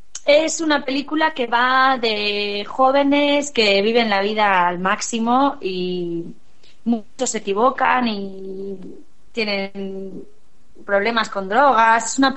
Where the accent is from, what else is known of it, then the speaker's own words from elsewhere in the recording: Catarroja, Valencian Community, Spain; Hice, cuando era muy pequeña, a lo mejor tenía 6 años, una función de teatro en mi pueblo, con el grupo de teatro del pueblo de Catarroja